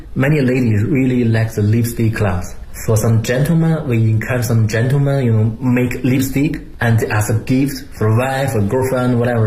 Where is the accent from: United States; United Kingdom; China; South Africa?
China; Beijing; I'm from Beijing, I know Beijing a lot.